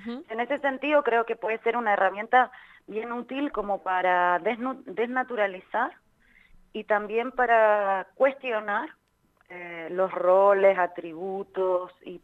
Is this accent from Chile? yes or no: yes; Chile; now in Spain; soy de Chile, pero vivo en España hace un montón de años